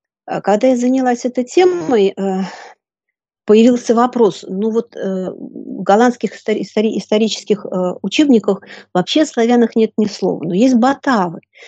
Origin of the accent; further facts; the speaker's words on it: Belarus; Я сама из Беларуси, заканчивала Белорусский государственный университет.